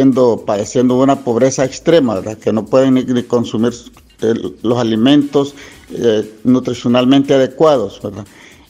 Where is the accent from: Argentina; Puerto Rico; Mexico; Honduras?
Honduras; como un derecho a la existencia que tenemos todos, como hondureños y hondureñas